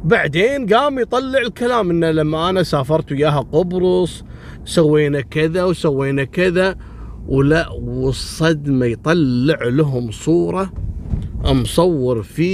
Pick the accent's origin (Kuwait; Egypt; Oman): Kuwait; وإذا جاء يداوم في كلية الحقوق عندنا في الكويت يداوم على ويلتشير